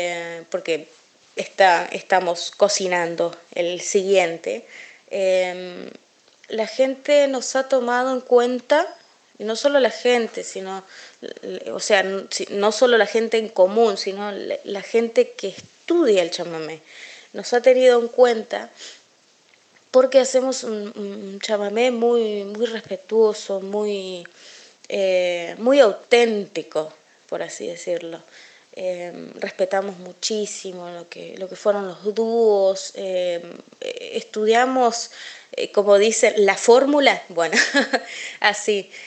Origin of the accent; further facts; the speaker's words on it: Corrientes, Argentina; also born or lived in Buenos Aires; yo soy de aquí de Buenos Aires, nací acá en Buenos Aires, pero me crié en Corrientes, allá en. Estuve un tiempo viviendo con mis abuelos. Sé lo que es la vida de campo realmente